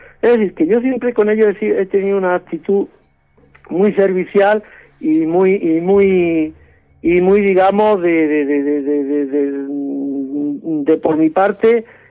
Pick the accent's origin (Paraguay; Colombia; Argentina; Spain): Spain; Sierra de Yeguas, Andalusia; No, yo soy malagueño, soy natural de Sierra Yegua.